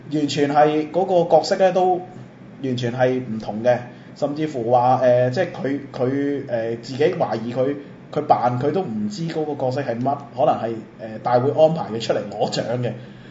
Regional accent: Macau; 我係澳門人，我一定咧要企喺我哋澳門嘅立場嚟講。

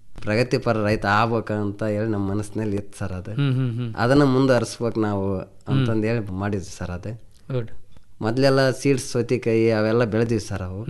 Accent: Bachikondanahalli, Karnataka, India; ಸ್ವಂತ ಊರು ಬಾಚಿಕೊಂಡನಹಳ್ಳಿ ಸರ್.

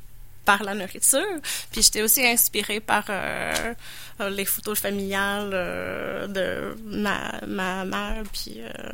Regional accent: Toronto, Ontario, Canada; je viens pas de Québec, je viens de Toronto.

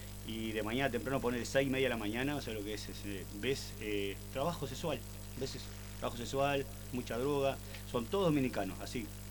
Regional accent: Montevideo, Uruguay; Vengo de Montevideo, Aguada, precisamente del barrio de la Aguada, ahí, al lado Canal 12.

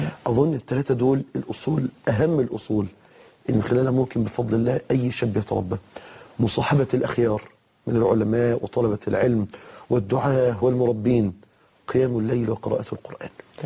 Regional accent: Egypt; يعني مثلا هنا في مصر في المحاكم، عندنا في مصر أصدرت المحاكم قرارا

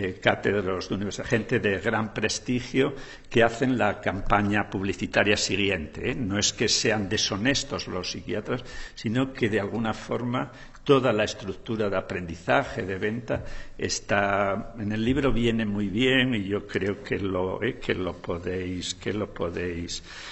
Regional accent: Asturias, Spain; en un grupo de población de la tierra donde yo soy, de Asturias

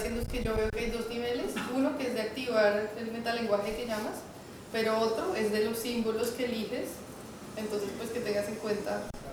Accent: Bogotá, Colombia; yo soy de Bogotá

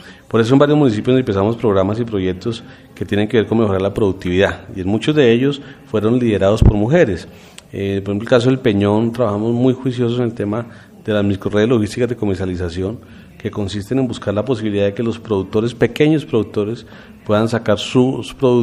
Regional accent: Zipaquirá, Cundinamarca, Colombia; Yo soy del municipio de Zipaquirá, como lo has dicho

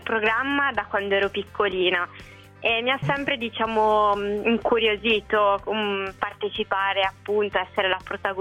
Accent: Calabria, Italy; now in Aosta Valley, Italy; ho 24 anni, sono originaria dalla Calabria e vivo in Valle d'Aosta attualmente.

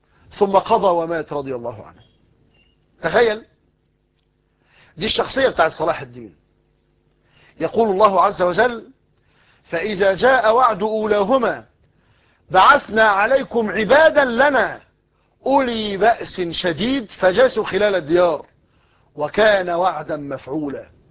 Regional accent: Egypt; المثل الدارج عندنا في مصر يقول لك غرق في شبر مية

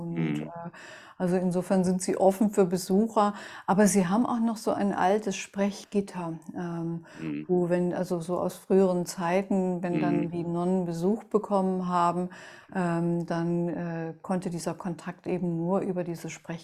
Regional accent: Melle, Lower Saxony, Germany; Ich bin ja aufgewachsen in Melle, das ist so eine Kleinstadt zwischen Wiehengebirge und Teutoburger Wald und 25 Kilometer entfernt liegt Osnabrück.

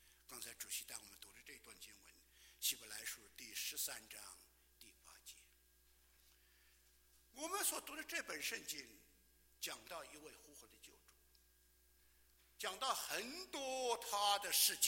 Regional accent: China; 尤其我们来自中国大陆的人，这个自从改革开放以后啊，你看看，天天在1日千里的猛进中，天天在改变，我们的国家在改变。

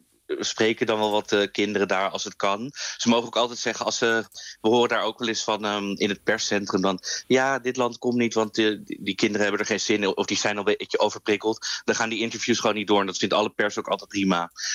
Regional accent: Netherlands; En ja, als Nederlanders mogen we op onszelf stemmen vanaf vanavond 8 uur.

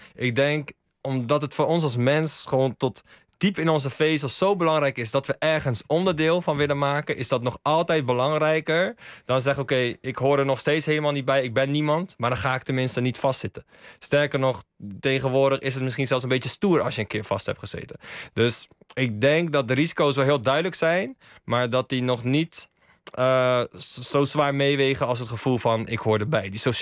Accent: Schiedam, South Holland, Netherlands; ik kom uit Schiedam, regio Rotterdam. Maar inderdaad wel veel bewogen en opgegroeid in een aandachtswijk. Waar ook veel sociale tekortkomingen helaas waren.

